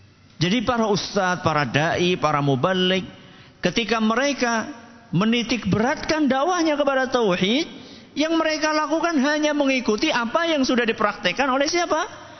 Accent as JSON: {"language": "Indonesian", "region": "Java", "country": "Indonesia", "said": "Kalau kita orang Jawa kan cuma sampai berapa itu kita tahunya?"}